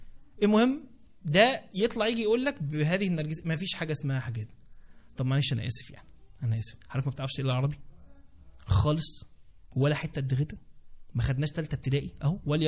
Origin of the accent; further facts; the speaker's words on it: Egypt; احنا وبالذات احنا كمصريين احنا بنسمي الحاجات